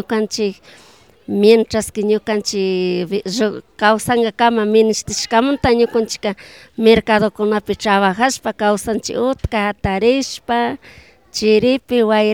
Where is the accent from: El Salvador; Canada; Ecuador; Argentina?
Ecuador; Colta, Chimborazo; now in Quito, Ecuador; De Colta.